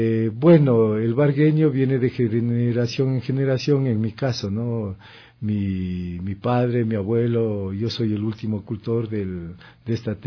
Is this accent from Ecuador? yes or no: yes; Machachi, Pichincha, Ecuador; Yo soy de Machachi.